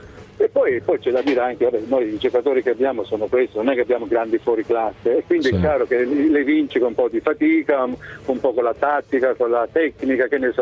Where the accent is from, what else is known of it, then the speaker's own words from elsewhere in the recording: Galatina, Apulia, Italy; now in Padua, Italy; Buongiorno, io sono vivo a Padova, ma sono un salentino.